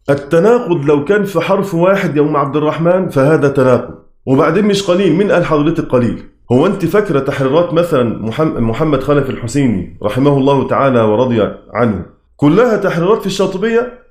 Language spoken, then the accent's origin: Arabic; Egypt; كلمة درجة عندنا في مصر وفي كل الدنيا